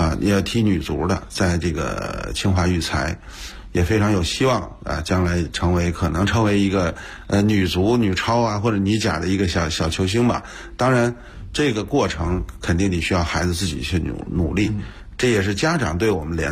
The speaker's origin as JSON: {"language": "Chinese", "region": "Beijing", "country": "China", "tie": "born or raised there", "said": "也是一个一直在北京土生土长的这个踢球长大的这么一个北京人，后来做教练。"}